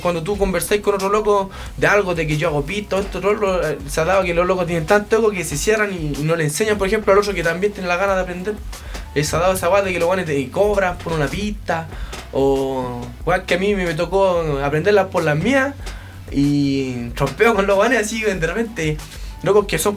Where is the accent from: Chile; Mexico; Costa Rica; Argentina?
Chile; Santiago Metropolitan; Nosotros somos de Buenaventura, para el lado donde está la PAC, para el lado de Callejón Lovalle.